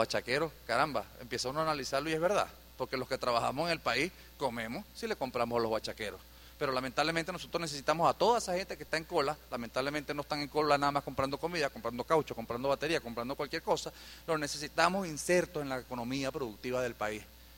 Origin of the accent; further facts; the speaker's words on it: Venezuela; Las manos como venezolanos. Las manos de que aquí sí se puede producir